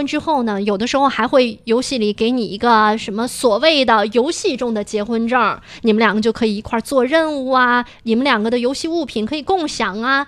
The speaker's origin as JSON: {"language": "Chinese", "region": "Beijing", "country": "China", "accent": "Beijing dialect", "said": "我对我的北京土话非常有信心。"}